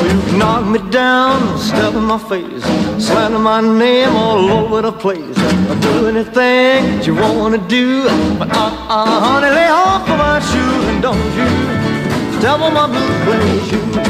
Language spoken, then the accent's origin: Polish; Pomeranian Voivodeship, Poland; ozdobiony po kociewsku, bo pochodzimy z tego regionu Polski